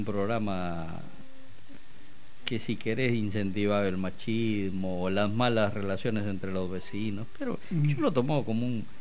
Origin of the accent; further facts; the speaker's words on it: Peru; moved away; yo que provengo del Perú, digamos, estaba un poco más acostumbrado a ese y sabía lo que significaban.